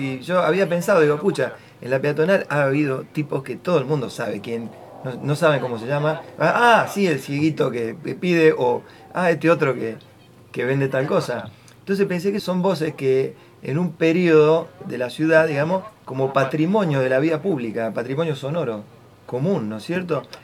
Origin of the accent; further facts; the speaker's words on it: Venado Tuerto, Santa Fe, Argentina; born there; nací en Venado Tuerto, tengo 54 años